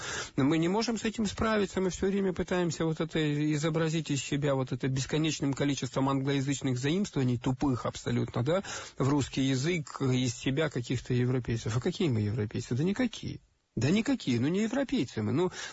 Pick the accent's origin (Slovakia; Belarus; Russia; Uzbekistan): Russia; Far East; Я вот родился на Дальнем Востоке и жил.